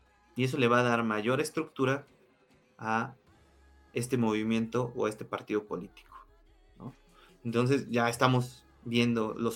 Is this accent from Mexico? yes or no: yes; Mexico; que todos sabemos como mexicanos es que hay este tipo de artimañas